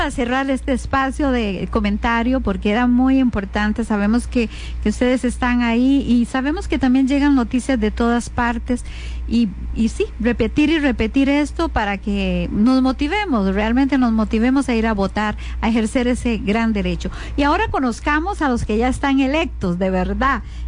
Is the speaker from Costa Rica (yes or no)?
yes; Costa Rica; quien elige presidente o presidenta aquí en Costa Rica son ustedes, somos los costarricenses, y en las urnas